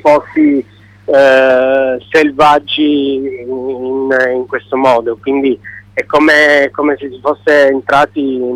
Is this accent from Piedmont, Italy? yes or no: yes; Turin, Piedmont, Italy; giocavo in casa, nel senso che io sono di Torino